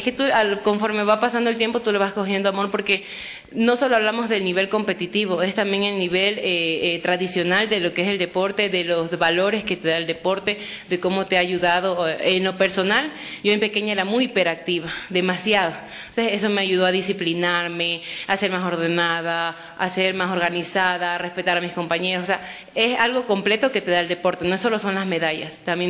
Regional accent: Guayaquil, Guayas, Ecuador; born there; moved away as an adult; now in Quito, Ecuador; yo nací en Guayaquil, pero resido ya acá en Quito hace 8 años. Tengo 25 años

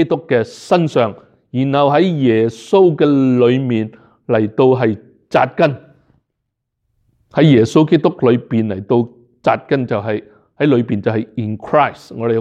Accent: Hong Kong; 即是说是跟回我们香港人、中国人那一套

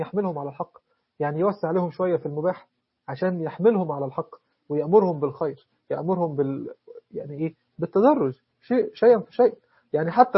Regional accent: Egypt; وهو مصري بالمناسبة، مش عشان أنا مصري

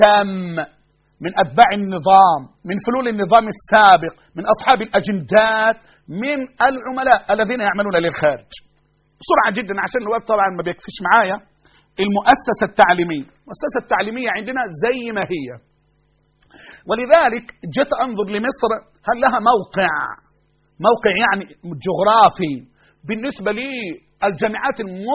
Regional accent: Egypt; أنا مصري أنا أكيد

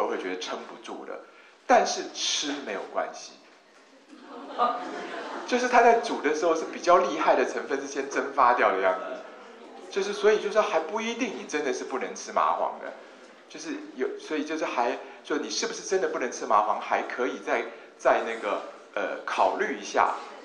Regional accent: Taiwan; 比如说像我是台湾人，对不对？

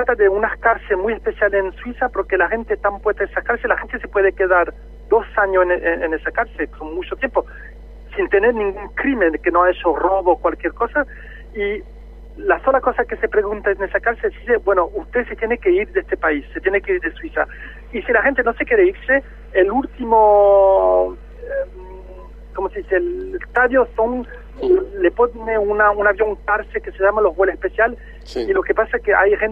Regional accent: Spain; now in Switzerland; yo soy español de origen, y es una cosa que me toca particularmente porque mis padres son emigrantes españoles y a nosotros en los años 60, cuando he llegado en Suiza, era muy difícil.

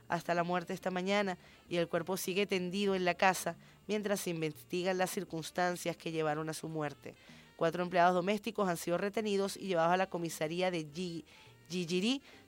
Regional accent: Venezuela

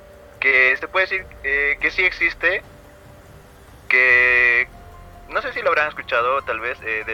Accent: Arequipa, Peru; soy del país de Perú, de la ciudad de Arequipa.

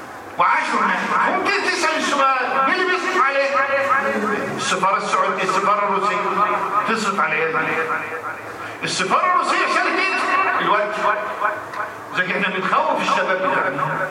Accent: Egypt; ده المثال يهمنا يغصنا احنا كمصريين

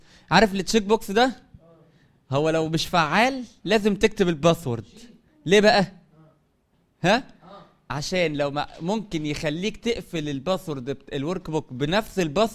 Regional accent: Sohag, Sohag Governorate, Egypt; انت يعني بتروح وتيجي مشوار بعيد انا من سوهاج

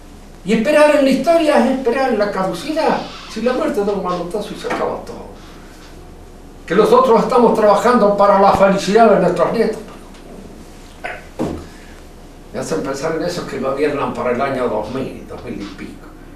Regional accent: Argentina; Tampoco me entusiasma exageradamente el ser argentino. Soy argentino, no tengo otro remedio. No tengo más remedio que serlo.

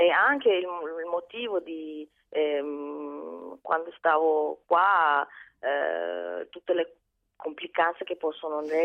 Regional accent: Mogadishu, Banaadir, Somalia; la città di Mogadiscio, la mia città natale, che era una città multidimensione

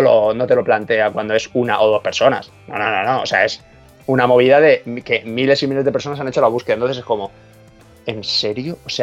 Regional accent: Spain; Exactamente, porque soy español.

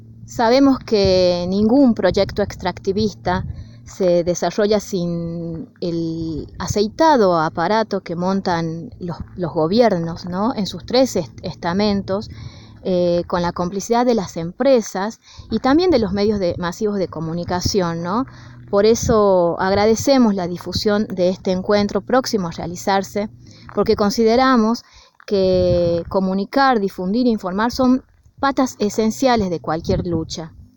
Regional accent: Andalgalá, Catamarca, Argentina; lo que está ocurriendo hoy en Andalgalá, en mi pueblo

